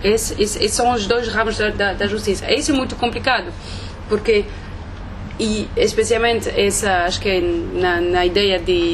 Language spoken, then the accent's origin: Portuguese; France; eu sou francesa, fiz o doutoramento na África do Sul.